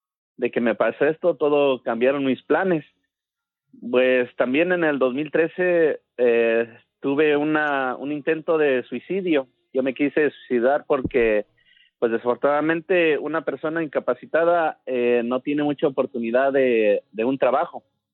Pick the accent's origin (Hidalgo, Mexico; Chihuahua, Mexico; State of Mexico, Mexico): Hidalgo, Mexico; Santa Ana; Yo soy del estado de Hidalgo, soy de un pueblo que se llama Santa Ana.